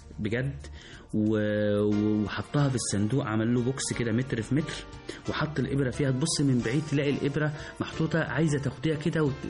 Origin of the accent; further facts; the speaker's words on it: Egypt; فإحنا كمصريين عندنا الحرفة دي من قديم الأزل، فإحنا دلوقتي بنحييها